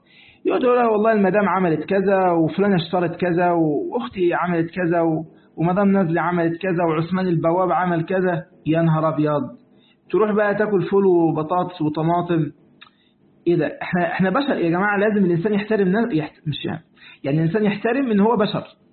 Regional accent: Egypt; ده عندنا في مصر نقول كده

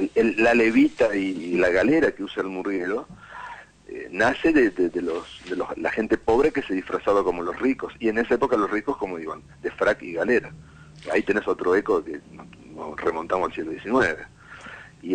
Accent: Argentina; Pero ¿qué somos los argentinos? Somos eso, ¿no?

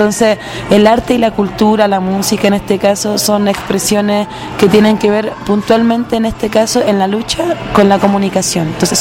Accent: Chile; soy mujer chilena, cantante, compositor, activista

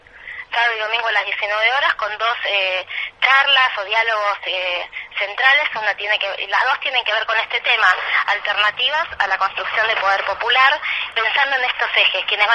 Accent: Argentina; como somos argentinos y las argentinas somos en general muy también

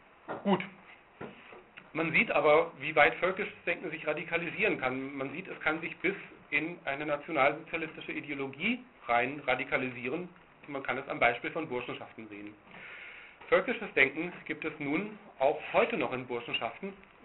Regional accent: Cologne, North Rhine-Westphalia, Germany; hier dieser kleine grüne Zipfel, etwas westlich von Köln, wo ich herkomme

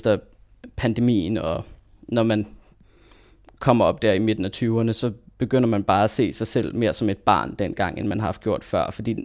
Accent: Copenhagen, Capital Region of Denmark, Denmark; now in Aarhus, Denmark; Fordi nu bor jeg i Aarhus. Jeg er født og opvokset i København, men nu bor jeg i Aarhus.

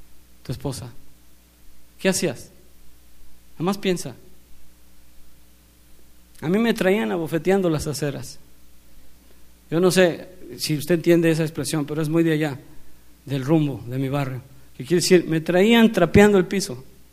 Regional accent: Mexico; somos más mexicanos que el mole.

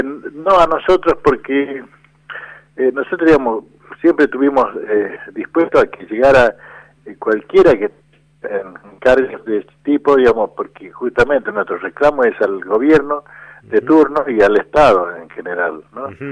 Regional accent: Andalgalá, Catamarca, Argentina; los más amigos, y soy de Andalgalá, provincia de Catamarca.

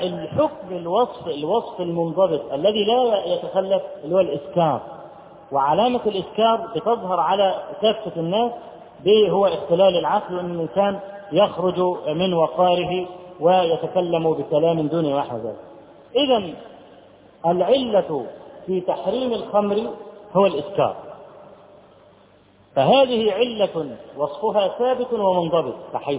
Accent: Egypt; فرجل اول ما عرف ان انا من مصر

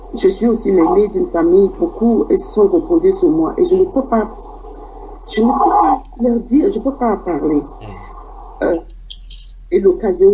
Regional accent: Douala, Littoral, Cameroon; Mais la plupart, moi, de ma région de Douala, parce que j'ai grandi à Bonaprison, hein, et j'ai passé mon enfance à Bonaprison

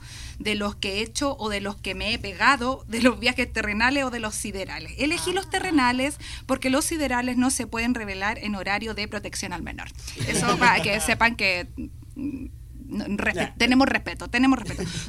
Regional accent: Chile; Como buena chilena, vivía en el culo del mundo, ¿cierto?

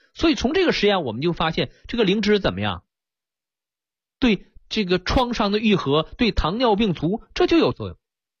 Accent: China; 我们中国人像我小的时候拌糖水，我用筷子，是不是一个道理？

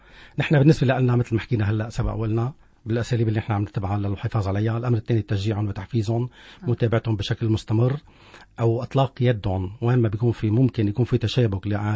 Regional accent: Tartus, Tartus Governorate, Syria; هو فنان عندنا بطرطوس

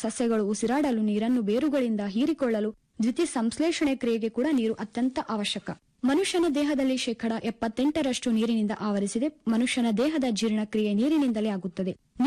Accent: Kalaburagi, Karnataka, India; ನಾನು ಮೂಲತಃ ಕಲಬುರಗಿ ಜಿಲ್ಲೆಯವಳು.

